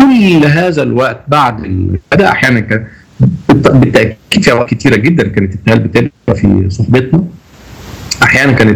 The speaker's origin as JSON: {"language": "Arabic", "country": "Egypt", "said": "انا بحس دايما انا لما بخرج من مصر ان انا غريب وحاسس ان انا غريب"}